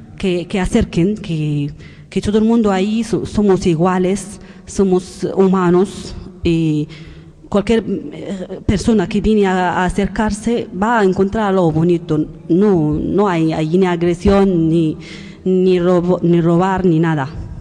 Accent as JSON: {"language": "Spanish", "country": "Morocco", "second_language": "Spanish", "lives_now": "Spain", "said": "Hola, buenas. … de Marruecos. Yo estoy una usuaria de Arguindegui en el clase del PEF, Proyecto de Educación Familiar."}